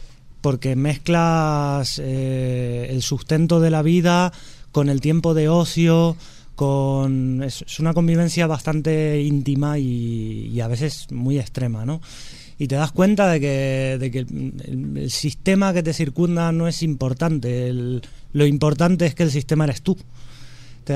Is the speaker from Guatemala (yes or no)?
no; Argentina; yo vengo de Argentina